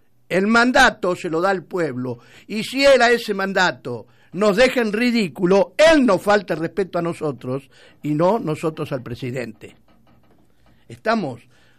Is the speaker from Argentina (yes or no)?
yes; Argentina; Somos argentinos y podemos